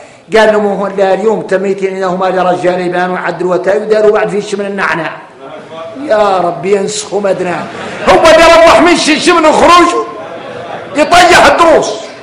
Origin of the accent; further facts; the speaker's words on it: Mauritania; انا موريتاني